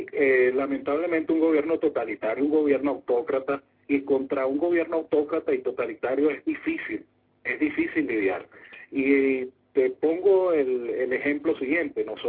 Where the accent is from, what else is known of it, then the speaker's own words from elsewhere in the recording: Venezuela; a mí particularmente como hípico y como venezolano a mí me da vergüenza